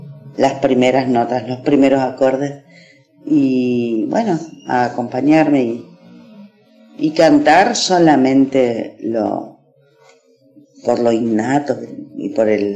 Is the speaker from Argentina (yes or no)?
yes; Mercedes, Corrientes, Argentina; los músicos de mi pueblo, de Mercedes Corrientes, eran sus amigos